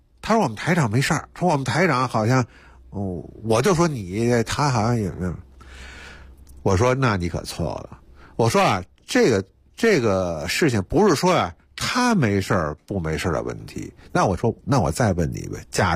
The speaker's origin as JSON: {"language": "Chinese", "region": "Beijing", "country": "China"}